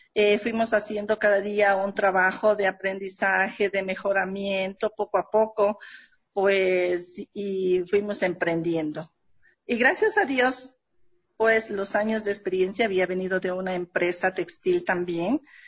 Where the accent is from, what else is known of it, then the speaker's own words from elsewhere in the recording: Carchi, Ecuador; now in Quito, Ecuador; mis padres, ellos son del campo, somos del Carchi. Ya vine pues a prepararnos, a estudiar, que siempre ellos nos han dicho, nos enviaban a la capital a estudiar, a prepararnos.